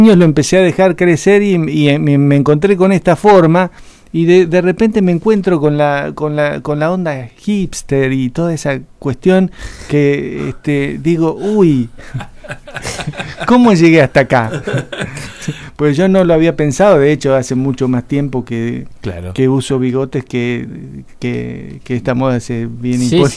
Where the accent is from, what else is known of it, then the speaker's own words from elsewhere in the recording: Santa Rosa, La Pampa, Argentina; Yo soy nacido en Villa del Busto.